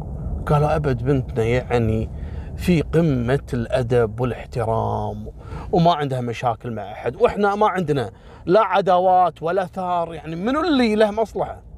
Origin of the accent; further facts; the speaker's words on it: Kuwait; ان مثل هالسوالف هذه عندنا في الكويت كثيرة